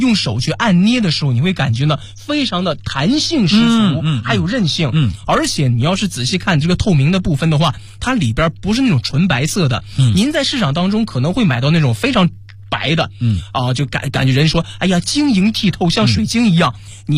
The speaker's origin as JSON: {"language": "Chinese", "town": "Dalian", "region": "Liaoning", "country": "China", "said": "你看，您家这个老家不是这个海边的，我就是大连人。"}